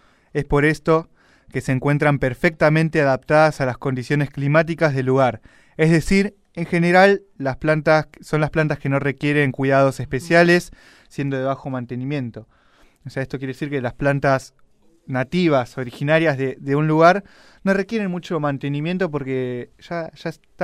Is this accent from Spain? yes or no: no; Chaco, Argentina; Yo soy del Chaco, por ejemplo, no, sí, me muevo acá porque acá ya no es Chaco.